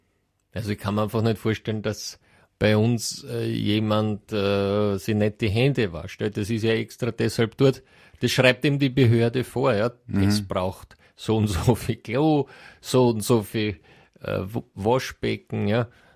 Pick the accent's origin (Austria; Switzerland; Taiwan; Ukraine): Austria; bei uns in Österreich